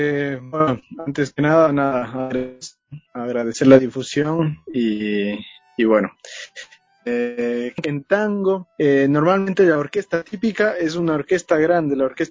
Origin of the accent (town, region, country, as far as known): Ecuador